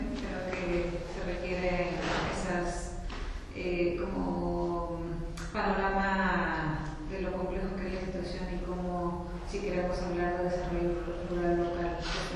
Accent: Mexico; Yo soy de México y me suena mucho lo que estás diciendo.

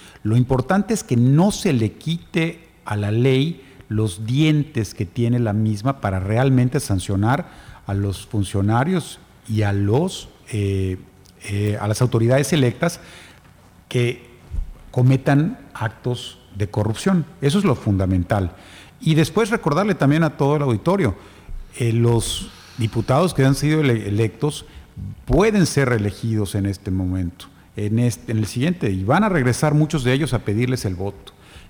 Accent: Mexico; este descontento que tenemos como mexicanos

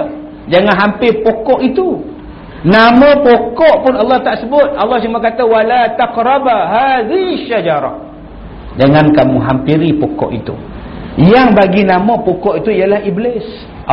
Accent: Perak, Malaysia; Macam saya ni orang Perak, datang ke Pantai Kelebang.

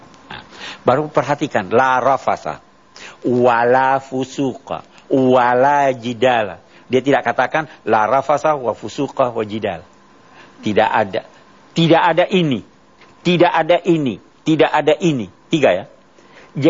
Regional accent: Indonesia; Ya, jadi kita dari Indonesia kena itu.

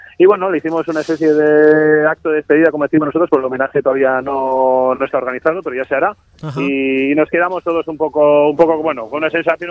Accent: Arrasate, Basque Country, Spain; yo los conocí como chaval de Mondra, que soy de Arrasate

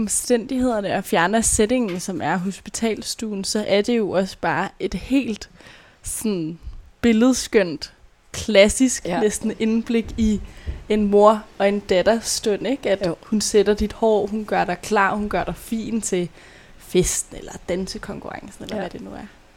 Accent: Brøndby, Capital Region of Denmark, Denmark; Jeg er selv fra Brøndby

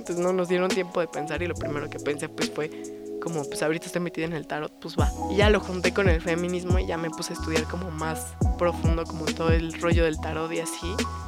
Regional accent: Oaxaca, Mexico; me fue a visitar a Oaxaca, de donde yo soy.

